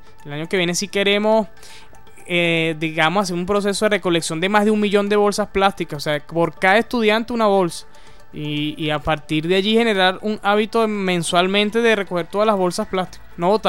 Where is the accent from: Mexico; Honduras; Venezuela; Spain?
Venezuela; todo un tema del hábito y de la cultura nuestra como venezolano